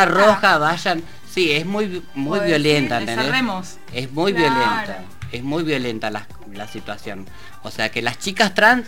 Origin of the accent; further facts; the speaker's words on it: Argentina; que yo soy de Argentina